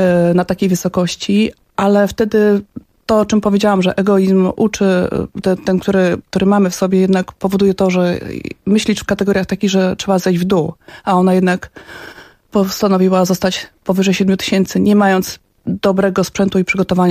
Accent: Pionki, Masovian Voivodeship, Poland; born there; To taka zapłata za miejsce, w którym się urodziłam, czyli w Pionkach.

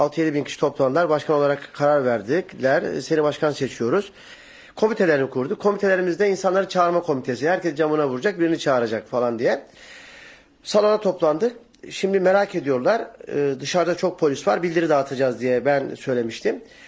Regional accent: Bergama, İzmir, Turkey; Bergamalıyım. Daha doğrusu bir Bergama köylüsü denebilir bana.

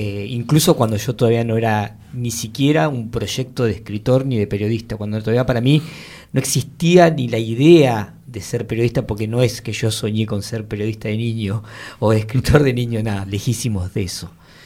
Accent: Mar del Plata, Buenos Aires Province, Argentina; yo soy de Mar del Plata

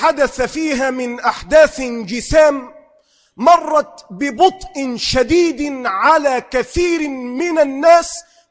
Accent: Egypt; أما أن تحدث عندنا في مصر لا

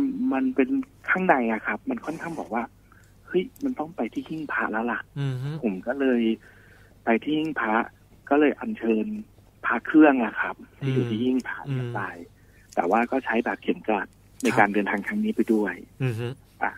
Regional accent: Khon Kaen, Thailand; ้อยู่จังหวัดขอนแก่นครับ

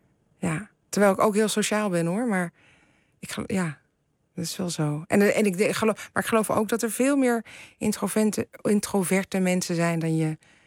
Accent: The Hague, South Holland, Netherlands; ik ben natuurlijk weer van de generatie daarna. Dus ik ben in Den Haag geboren en getogen.

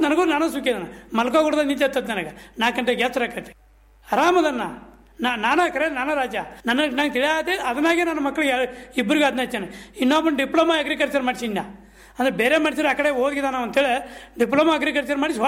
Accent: Karnataka, India; ಅದೇ ಅಂದ್ರೆ ಕಿತ್ತೂರ್ಲಿಂದ 8 ಕಿಲೋಮೀಟರ್ ನಮ್ಮ ಊರು.

